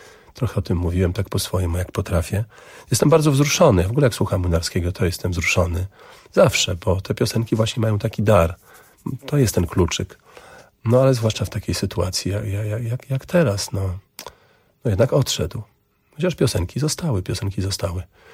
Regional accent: Augustów, Podlaskie Voivodeship, Poland; taką podróż samochodem z Warszawy do Augustowa, do mojego rodzinnego miasta, do moich rodziców

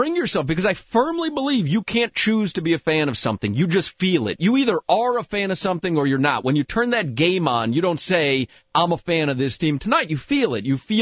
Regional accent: Chicago, Illinois, United States; moved away as an adult; now in Miami, United States; You know, I grew up in Chicago, and I came down here in 1987 to go to University of Miami

